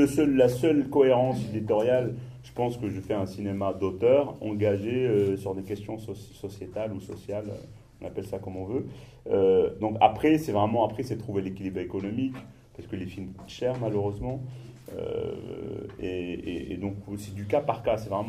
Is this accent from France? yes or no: no; Morocco; non, moi je suis marocain